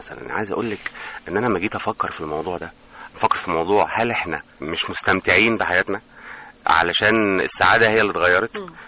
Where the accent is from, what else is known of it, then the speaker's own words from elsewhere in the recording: El Mahalla El Kubra, Gharbia, Egypt; احنا عندنا في المحله، احنا بلد قريبه جدا من راس البر، راس البر بينها وبيننا حوالي ساعه ونص،